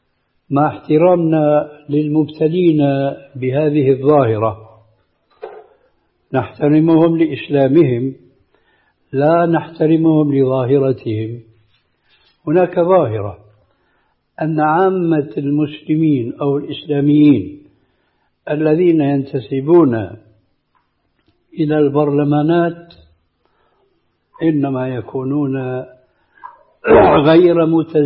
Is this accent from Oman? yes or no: no; Syria; الذي يعبر عنه بعض العامة عندنا في الشام خير الذقون إشارة تكون